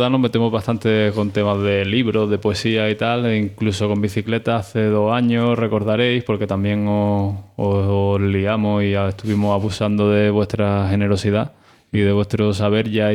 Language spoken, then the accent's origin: Spanish; La Zubia, Andalusia, Spain; Pues vengo de la Zubia, que es donde van a tener lugar estas jornadas